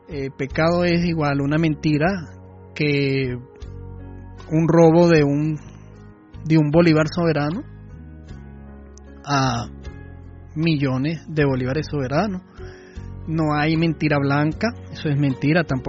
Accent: Dominican Republic; Soy dominicano a las arandelas.

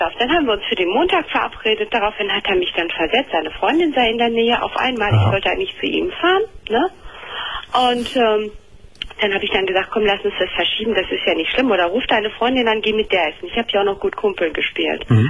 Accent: Turkey; Ich bin ja selber Türkin, ne?

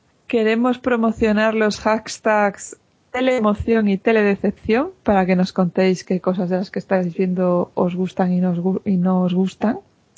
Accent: Galicia, Spain; ¿Por qué no? También soy gallega.

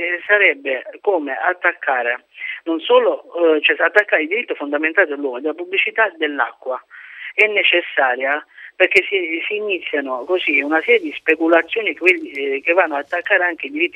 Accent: Lecce, Apulia, Italy; Sono pugliese, da Lecce.

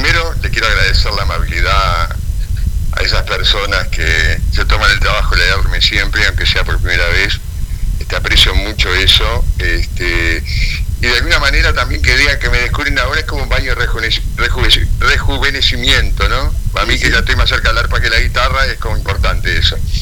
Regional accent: Montevideo, Uruguay; moved away as an adult; also born or lived in Canelones; yo soy montevideano, ¿no? En realidad nací en Montevideo, después viví en Canelones, pero estuve siempre, hasta que me vine acá cuando tenía 28 años, mi mundo era Montevideo.

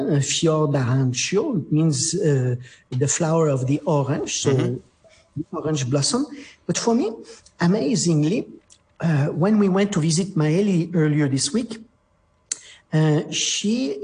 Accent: France; English is a second language; My accent is terrible, but I'm French.

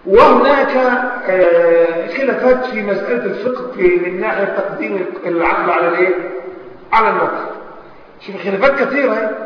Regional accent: Egypt; يعني مثلا عندنا في مصر، عندنا في مصر مثلا

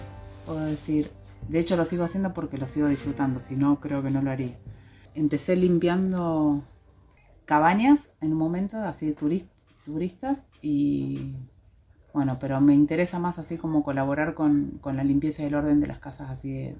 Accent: San Antonio de Areco, Buenos Aires Province, Argentina; now in Ciudad Parque, Argentina; Vengo de un pueblito de Buenos Aires, San Antonio de Areco.

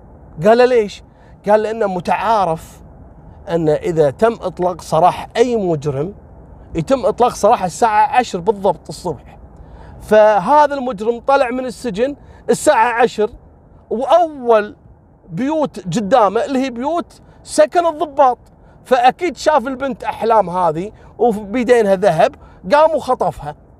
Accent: Kuwait; تعرفون إحنا عندنا في الكويت مطبقين الحظر الجزئي

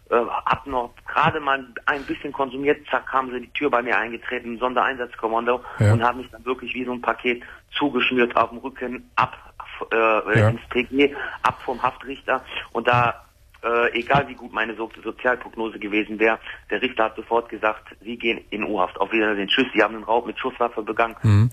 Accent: Wuppertal, North Rhine-Westphalia, Germany; Ich komme aus Wuppertal.

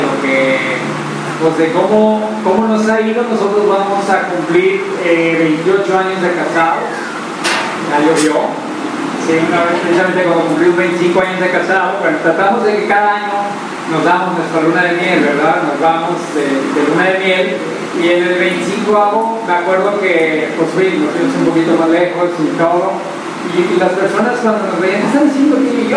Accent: Tlaquepaque, Jalisco, Mexico; born there; Yo nací en Tlaquepaque, Jalisco, la capital del mundo.

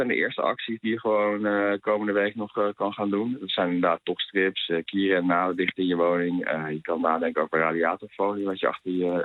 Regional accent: Netherlands; Maar wij als Nederlanders zelf... ook al bij de huidige gasprijzen zijn er enorm bij gebaat

